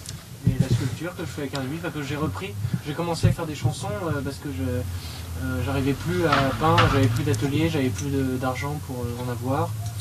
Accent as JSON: {"language": "French", "region": "Hauts-de-France", "country": "France", "said": "De la Picardie, donc on est entre les deux finalement."}